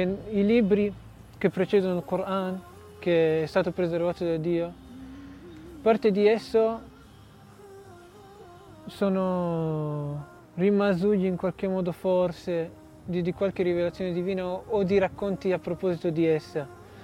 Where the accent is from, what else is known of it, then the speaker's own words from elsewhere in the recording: Piedmont, Italy; Arabic is a second language; قريب من تورينو.